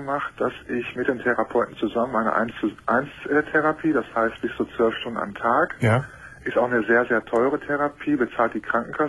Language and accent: German; Hamm, North Rhine-Westphalia, Germany; Und ich komme aus Hamm, Westfalen.